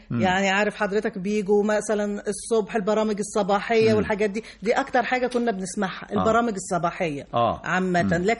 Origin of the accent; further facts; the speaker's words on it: North West, Tunisia; أنا من الشمال الغربي.